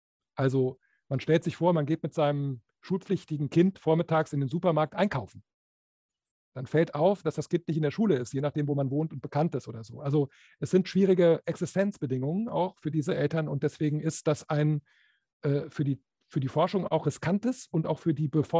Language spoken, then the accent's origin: German; Bremen, Germany; Ich komme ja aus Bremen